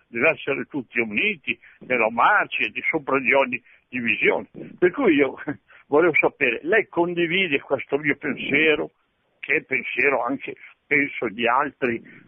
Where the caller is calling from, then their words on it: Clusone, Lombardy, Italy; da Clusone, provincia di Bergamo.